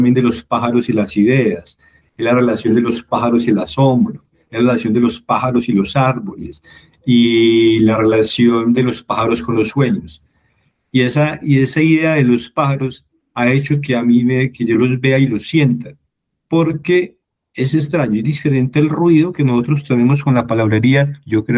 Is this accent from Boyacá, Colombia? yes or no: no; Fredonia, Antioquia, Colombia; born there; also born or lived in Medellín; now in Bogotá, Colombia; yo sí nací en Fredonia y después viví en Medellín cuando estudié periodismo en la universidad.